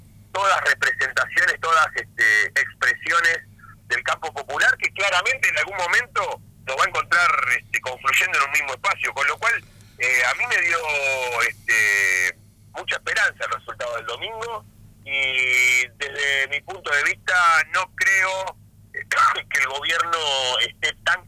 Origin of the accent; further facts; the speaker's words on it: Río Negro, Argentina; born there; la elección de Río Negro fue, mi provincia natal, excepcional